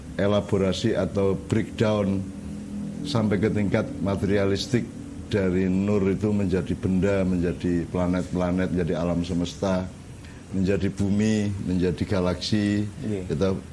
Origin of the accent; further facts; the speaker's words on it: Java, Indonesia; Karena saya sendiri kan sebagai orang Jawa tidak pernah bisa menghafalkan.